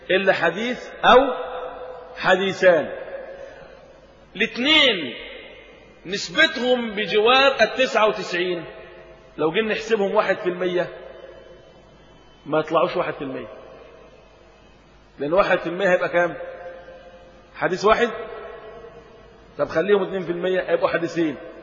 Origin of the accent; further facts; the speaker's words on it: Egypt; يكفي أخرج لنا في بلدنا مصر من العلماء